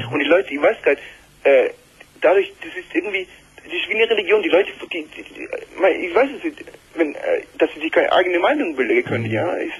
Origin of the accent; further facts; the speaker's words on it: Eritrea; now in Germany; Also gebürtig komme ich aus Eritrea, ich weiß, ob du das kennst.